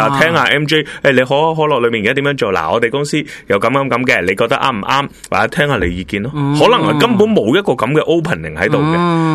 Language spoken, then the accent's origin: Cantonese; Hong Kong; 作为香港人应该用 PowerPoint 嘅喎